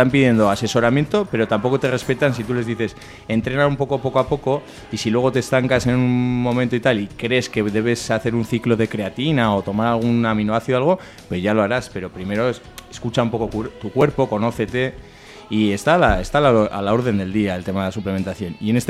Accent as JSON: {"language": "Spanish", "town": "Barañáin", "region": "Navarre", "country": "Spain", "lives_now": "Sarriguren, Spain", "said": "Yo ahora estoy viviendo Sarriguren, aunque soy de Barañáin"}